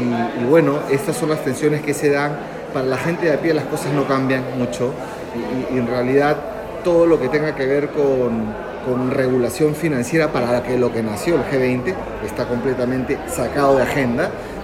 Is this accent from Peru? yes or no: yes; Peru; soy peruano, soy coordinador de la Red Latinoamericana por Justicia Económica y Social